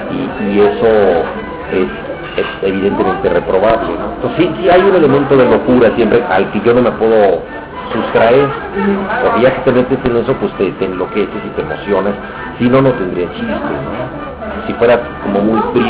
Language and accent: Spanish; Mexico City, Mexico; No, yo viví en Mixcoac, yo soy del barrio de Mixcoac